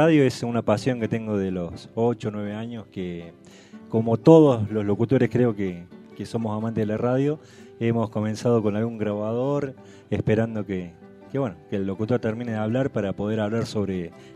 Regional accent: Alta Gracia, Córdoba, Argentina; now in El Calafate, Argentina; Oriundo de Altagracia, de la ciudad de Altagracia, Córdoba.

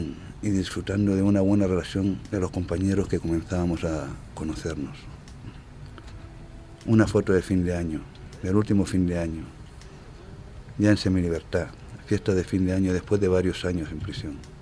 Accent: Canary Islands, Spain; Una de las mejores derechas de Europa, mi tierra, el Atlántico.

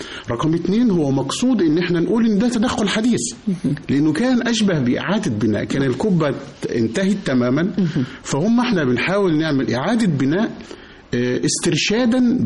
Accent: Egypt; لو عندنا اثر زي مسافر خانة عندنا في مصر تم حركه تماما

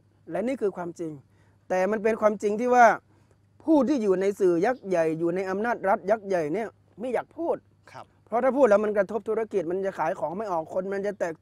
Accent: Chiang Rai, Thailand; ตั้งแต่พระอาจารย์เป็นเด็กเกิดมาที่เชียงรายมันไม่เจออย่างนี

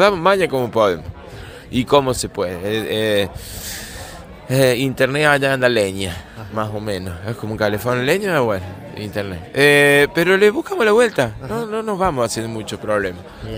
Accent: San Francisco Chañar, Córdoba, Argentina; yo he venido acá a compartir y a contar la historia de nuestro pueblo y de nuestro pago, allá en el norte profundo de Córdoba.

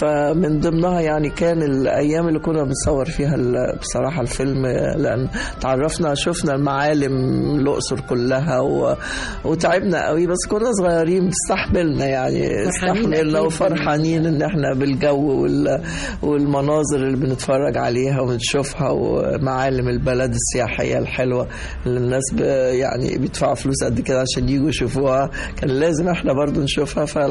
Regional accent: Egypt; يعني هيفضل ده علامة مميزة في السينما عندنا في مصر

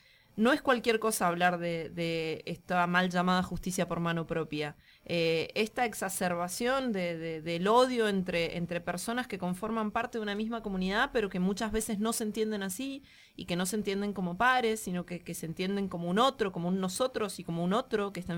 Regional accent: Agrelo, Mendoza, Argentina; yo vengo de por allá, yo crecí en Agrelo, en la localidad inmediatamente anterior a la de Ugarteche

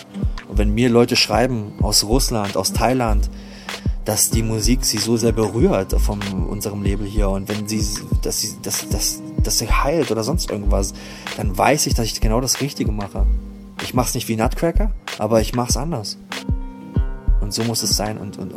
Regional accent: Germany; Ich bin aus Deutschland, ich will bei dir Platten bestellen. Unsere ganzen Kumpels in unserer Stadt wollen diese Platten.

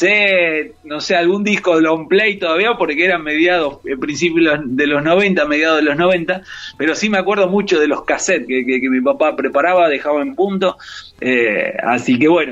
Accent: Tucumán, Argentina; also born or lived in Buenos Aires; somos un poco de Tucumán, pero también un poco de Costa Atlántica. Mi papá, bueno, tucumano, se casa con una marplatense, y luego allá iniciamos toda esta formación de la familia allá en Tucumán.

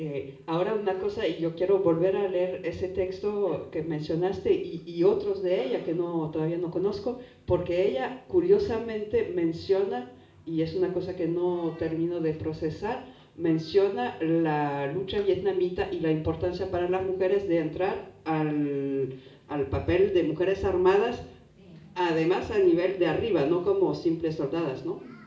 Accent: France; Spanish is a second language; sobre todo como francesa, que tenemos uno de los complejos militar o industriales más bestiales del planeta

